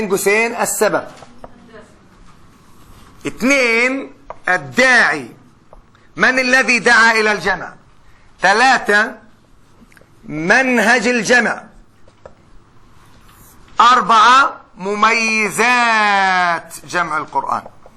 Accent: Palestine; حتى احنا كفلسطينيين

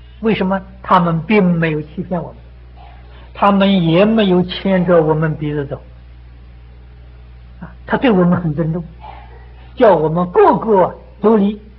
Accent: China; 唯有我们中国人很谦虚

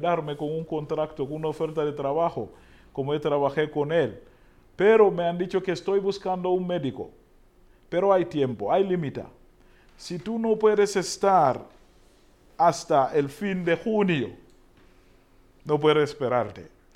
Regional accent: Uganda; Spanish is a second language; now in Spain; Yo tampoco, como soy de Uganda.

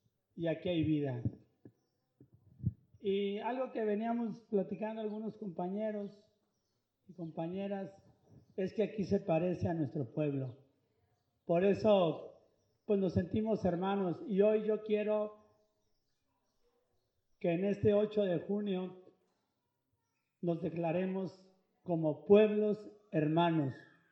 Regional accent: Temacapulín, Jalisco, Mexico; Aquí sí hay mujeres, como en mi pueblo también hay mujeres, en Temacapulín.

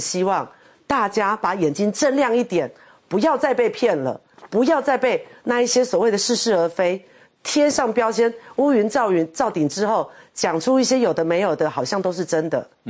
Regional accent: Taiwan; 回过头来是欺负我们台湾人民

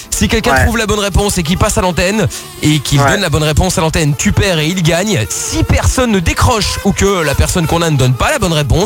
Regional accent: Portugal; en tant que portugais, je pourrais peut-être te donner quelques infos à ce niveau-là

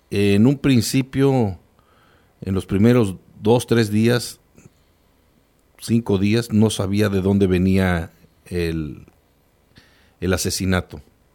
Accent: State of Mexico, Mexico; Yo vengo de una zona caliente, en una zona rural. A veces hablar de decir yo vengo del Estado de México, uno imaginaría, ah, pues es de una zona urbana. No, yo vengo de una zona rural completamente, donde un municipio que apenas tiene 35 mil habitantes, que colindamos con el Estado de Guerrero

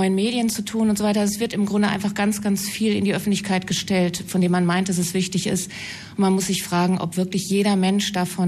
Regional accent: Bochum, North Rhine-Westphalia, Germany; Ich komme aus Bochum und ich kenne Sie.

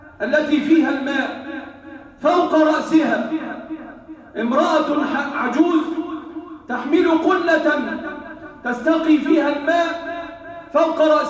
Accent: Egypt; احفظ بلادنا مصر وسائر بلاد المسلمين،

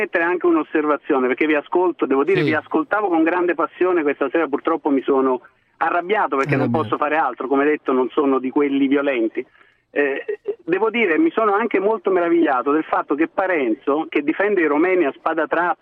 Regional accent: Naples, Campania, Italy; now in Florence, Italy; dicevo, chiamo da Firenze, ma sono napoletano

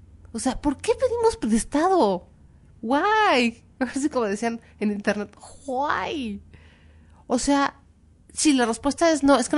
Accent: Mexico

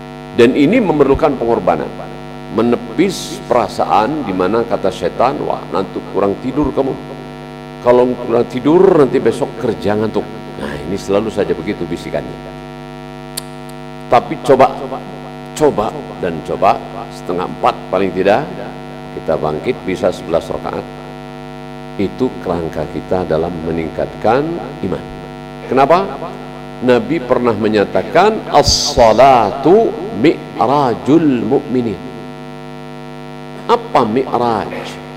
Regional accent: West Java, Indonesia; saya juga orang Jawa, jangan tersinggung. Jawa Barat.

